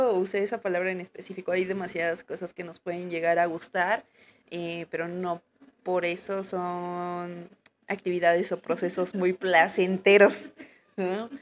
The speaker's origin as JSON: {"language": "Spanish", "country": "Mexico", "said": "cómo nos visualizamos como mexicanos, ¿no?"}